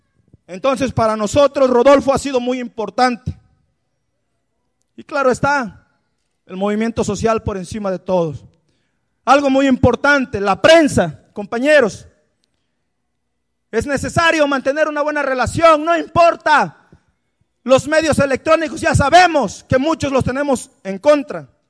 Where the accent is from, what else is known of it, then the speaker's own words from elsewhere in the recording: Guerrero, Mexico; van a saber que venimos de Guerrero